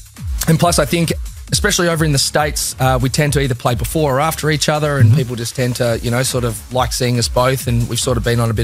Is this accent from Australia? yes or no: yes; Australia; because he's from Manchester and I'm from Australia.